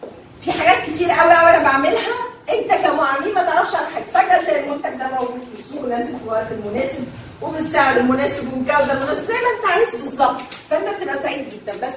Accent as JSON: {"language": "Arabic", "country": "Egypt", "said": "يعني انا مصري هاكل اللي موجود في مصر بالثقافه بتاعتي"}